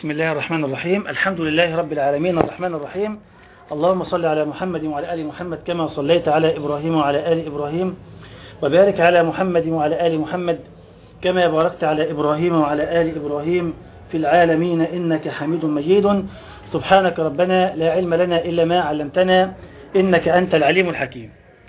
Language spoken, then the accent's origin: Arabic; Egypt; إذن أنا مسلم فقط، ولا أتسمى إلا بهذا الاسم. ثانيا، فأنا مصري أحب بلدي